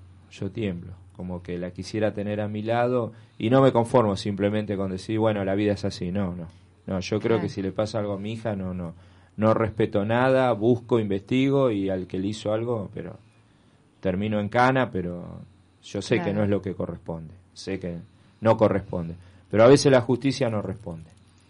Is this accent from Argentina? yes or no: yes; Buenos Aires, Argentina; born there; yo nací en Belgrano, en una casa en el barrio de Belgrano, pero ni idea.